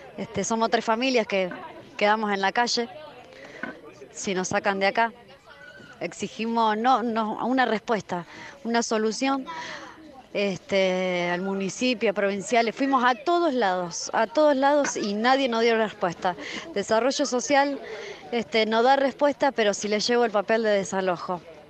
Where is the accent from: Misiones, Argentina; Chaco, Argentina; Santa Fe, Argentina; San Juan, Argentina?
Santa Fe, Argentina; Rosario; de Rosario, del barrio República de La Sexta.